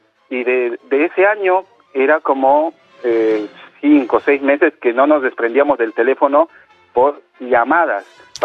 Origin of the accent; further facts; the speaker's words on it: Bolivia; now in Buenos Aires, Argentina; Yo soy de Bolivia, pero hace más de 16, 17 años que vivo acá en Argentina, Buenos Aires.